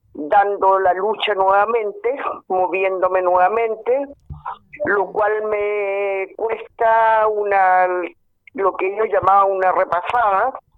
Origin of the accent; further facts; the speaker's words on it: San Antonio, Valparaíso, Chile; moved away as an adult; yo caí con un grupo en Santiago, porque yo salí de San Antonio en el 74.